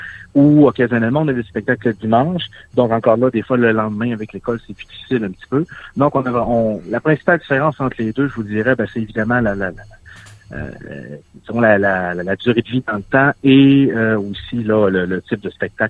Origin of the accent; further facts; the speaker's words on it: La Baie, Quebec, Canada; Moi, je viens de la Baie.